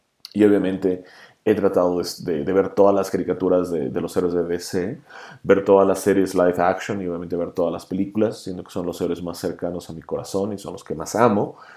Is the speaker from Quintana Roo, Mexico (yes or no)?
yes; Cancún, Quintana Roo, Mexico; Y yo que crecí y viví en Cancún por muchos años, ya estaba como que un poco harto de la playa y del mar.